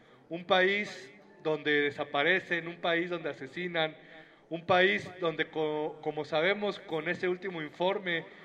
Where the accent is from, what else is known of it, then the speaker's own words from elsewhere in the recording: Oaxaca, Mexico; Allá de donde vengo, en la región del Istmo, como dicen aquí